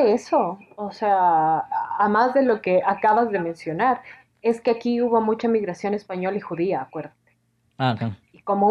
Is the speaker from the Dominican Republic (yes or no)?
no; Ecuador; cuando se enteran que soy una ecuatoriana haciendo una tesis sobre México